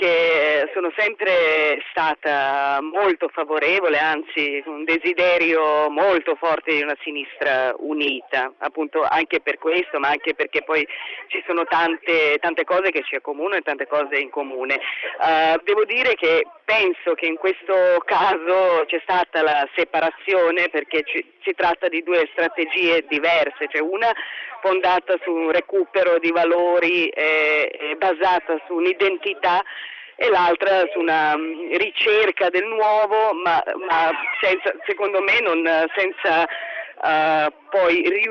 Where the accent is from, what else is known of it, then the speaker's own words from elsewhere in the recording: Belgrade, Serbia; now in Italy; Io sono di Belgrado, sono serba, sono di origine rom e vivo in Italia dal 99, sono cittadina italiana.